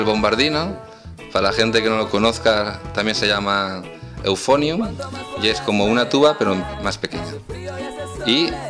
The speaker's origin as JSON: {"language": "Spanish", "town": "Valencia", "region": "Valencian Community", "country": "Spain", "tie": "born there", "said": "bueno, no me considero español. Yo me considero del planeta Tierra. Nací en Valencia."}